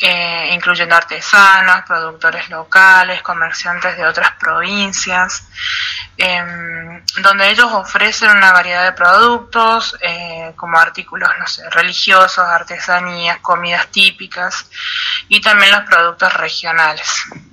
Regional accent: Quines, San Luis, Argentina; quisiera enviar un fuerte abrazo a mi pueblo, a Quines

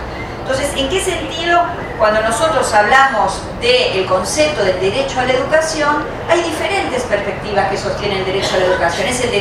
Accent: Argentina; Mirarnos a las caras significa mirarnos como argentinos, mirarnos como hermanos americanos, mirarnos en Latinoamérica

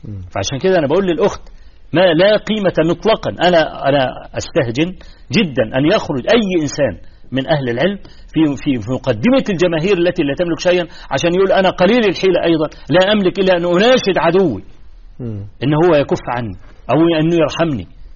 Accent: Egypt; في مثل عندنا في مصر

